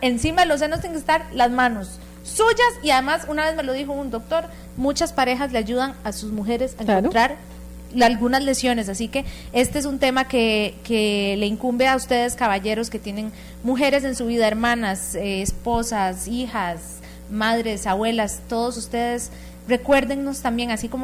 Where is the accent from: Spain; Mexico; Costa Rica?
Costa Rica; cómo somos las mujeres costarricenses en términos de verdadera valoración de nuestra salud